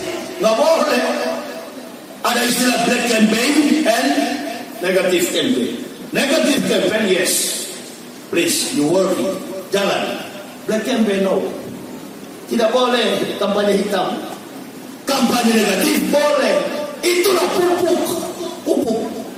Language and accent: Indonesian; Manado, North Sulawesi, Indonesia; Saya orang Manado, orang Sulawesi.